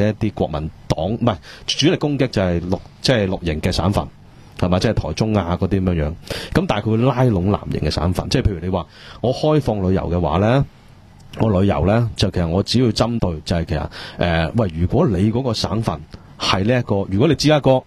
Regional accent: Hong Kong; 其实如果你话我作为香港人啦，

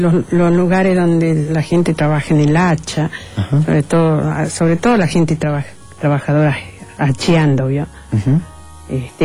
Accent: Santiago del Estero, Argentina; born there; En Santiago del Estero.

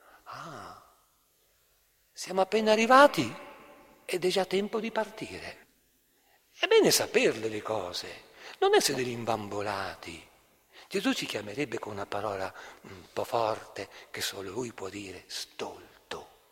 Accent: Trentino-Alto Adige, Italy; o su da noi nel Trentino

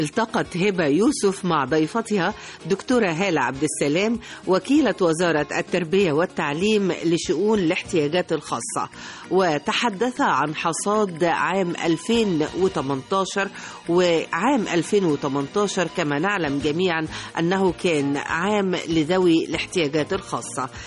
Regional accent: Egypt; آملة في عودة هذه الروح التي نتميز بها كمصريين

